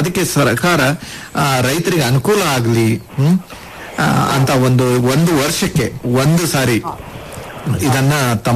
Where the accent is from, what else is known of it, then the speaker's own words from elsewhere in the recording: Kalaburagi, Karnataka, India; ತಾವು ಕಲಬುರಗಿ ಜಿಲ್ಲೆ ಜವರಿಗಿ ತಾಲೂಕು ಅಂತ ಹೇಳ್ತಾ ಇದ್ರಿ, ಬಹಳ ಸಂತೋಷ. ನಾನು ಅದೇ ಜಿಲ್ಲೆದವನು.